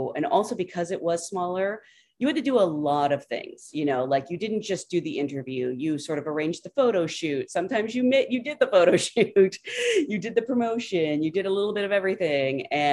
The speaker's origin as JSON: {"language": "English", "town": "Salem", "region": "Oregon", "country": "United States", "tie": "born or raised there", "said": "I grew up in Salem, Oregon, which is a tiny little town about an hour outside of Portland"}